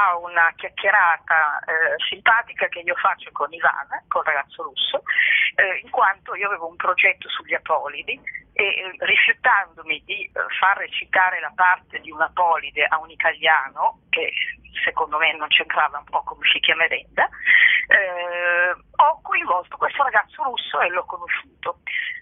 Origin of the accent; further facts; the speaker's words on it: Milan, Lombardy, Italy; allora io sono di Milano